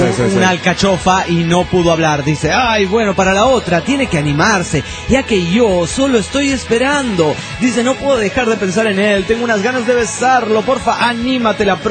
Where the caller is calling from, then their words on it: Stockholm, Stockholm County, Sweden; de Estocolmo, Suecia.